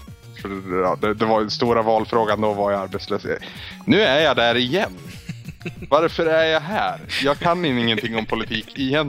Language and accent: Swedish; Norrland, Sweden; jag har svårt att ta cred för att jag är en kille från Norrland liksom.